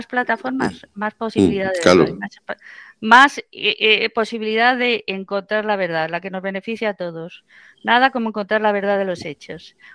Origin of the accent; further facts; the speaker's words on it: Spain; Lo digo no como española, que lo soy